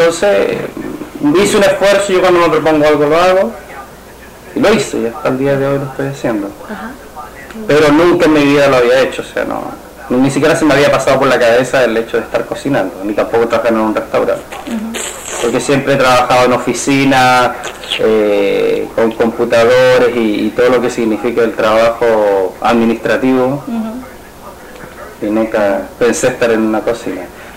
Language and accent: Spanish; Chile; moved away as an adult; now in Bethany Beach, United States; tengo 33 años, soy de nacionalidad chilena. Estoy acá en Estados Unidos hace más o menos 3 años, 2 años y medio, casi 3.